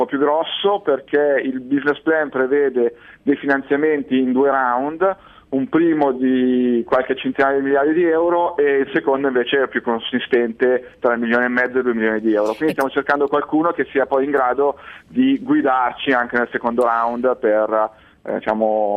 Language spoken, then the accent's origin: Italian; Como, Lombardy, Italy; Io poi sono di Como è la patria della seta in Italia